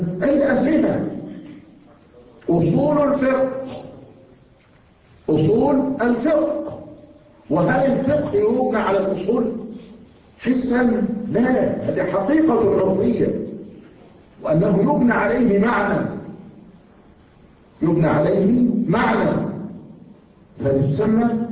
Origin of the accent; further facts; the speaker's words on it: Yemen; عندنا في اليمن، وما زلت أقولها